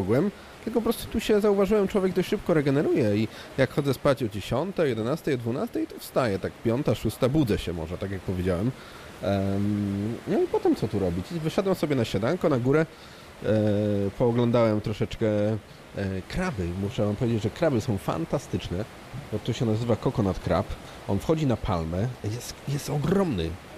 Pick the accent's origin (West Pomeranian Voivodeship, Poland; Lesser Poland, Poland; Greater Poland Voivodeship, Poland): Greater Poland Voivodeship, Poland; Poznań; a ja z Poznania jestem